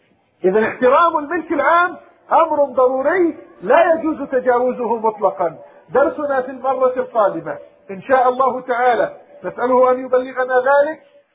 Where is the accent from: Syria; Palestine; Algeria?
Palestine; اللهم ردنا إلى بلادنا فلسطين، اللهم ردنا إلى دورنا في بلادنا فلسطين،